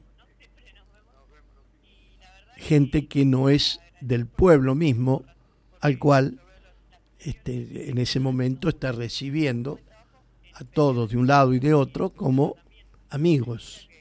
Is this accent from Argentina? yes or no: yes; Argentina; mis ancestros fueron italianos, también tengo hijos, yo que soy argentino